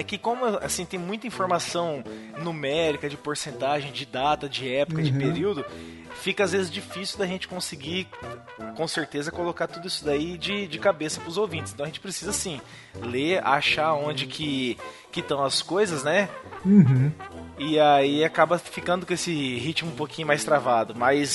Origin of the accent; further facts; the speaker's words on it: Rio de Janeiro, Brazil; Cresci no Rio de Janeiro, cercado de favelas por todas as partes, e mesmo nunca tendo morado em uma, frequentei e conheci pessoas de várias.